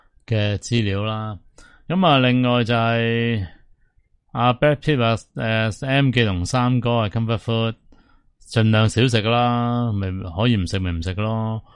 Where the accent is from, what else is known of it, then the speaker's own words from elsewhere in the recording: Hong Kong; 最紧要可以支持到佢哋嘅生计，支持到我哋香港人㗎嘛。